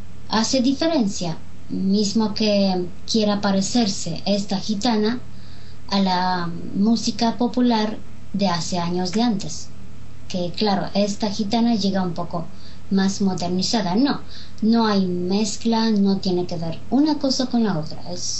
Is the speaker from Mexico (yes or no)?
no; Romania; vivo en Rumania, soy rumana. No sé hablar romaní